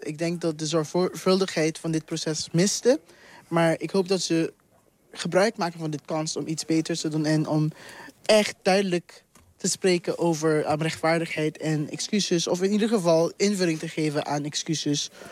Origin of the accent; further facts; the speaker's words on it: Curaçao; Kijk, ik kom zelf uit Curaçao.